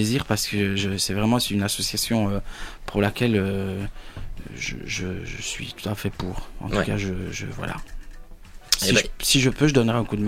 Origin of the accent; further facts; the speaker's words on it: Italy; Alors, essentiellement en italien, évidemment, puisque je suis italien